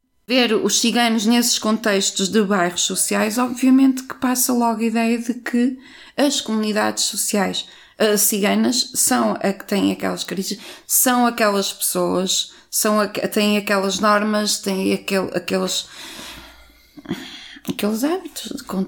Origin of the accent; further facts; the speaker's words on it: Vila Nova de Gaia, Porto, Portugal; eu cresci em Gaia